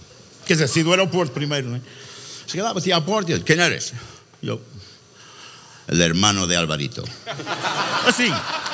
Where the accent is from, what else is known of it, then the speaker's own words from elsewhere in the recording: Vila do Conde, Norte, Portugal; Crescemos aqui, começamos aqui em Gaia, nascemos aqui. Fomos para a Vila do Conde muito miúdos.